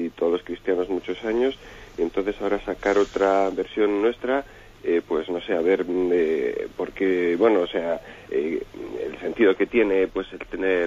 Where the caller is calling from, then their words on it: Palencia, Castile and León, Spain; de Palencia.